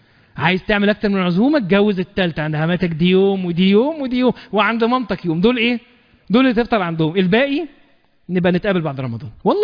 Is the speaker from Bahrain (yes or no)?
no; Egypt; واحنا كمصريين بنموت ان احنا نحشي اي حاجة شايفينها